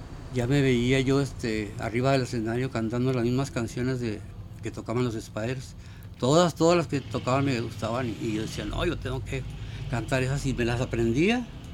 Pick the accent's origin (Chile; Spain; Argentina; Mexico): Mexico; Coahuila; Yo nací en Coahuila.